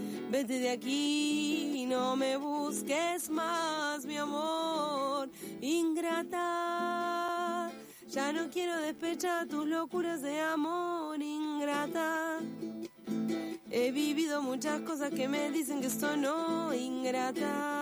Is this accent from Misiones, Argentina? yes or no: no; Gobernador Costa, Chubut, Argentina; Yo vengo de Chubut, ¿no? Cuando me fui a estudiar de mi pueblo, que se llama Gobernador Costa, me fui a estudiar Esquel, la secundaria, el viejo Polimodal.